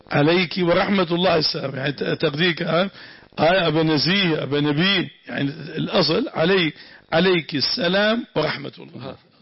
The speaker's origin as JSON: {"language": "Arabic", "town": "Damascus", "region": "Damascus Governorate", "country": "Syria", "said": "سوف ينزلون عندنا في الشام مأذن الشرقية مأذن البيضاء"}